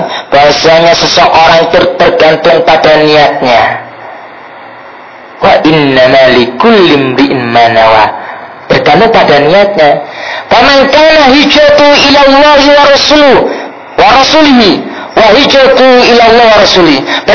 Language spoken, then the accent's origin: Indonesian; Surabaya, East Java, Indonesia; Ya, kalau saya aslinya Surabaya, kalau di Surabaya itu ada namanya Kampung Bali, itu khusus.